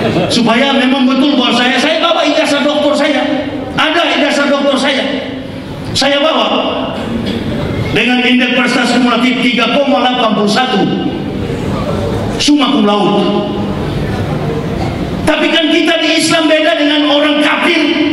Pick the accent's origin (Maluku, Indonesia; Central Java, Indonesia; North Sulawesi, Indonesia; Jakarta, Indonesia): North Sulawesi, Indonesia; Manado; Tidak mudah kami orang Manado bisa menembus yang namanya gerbang hidayah kalau bukan karena kecakapan intelektual.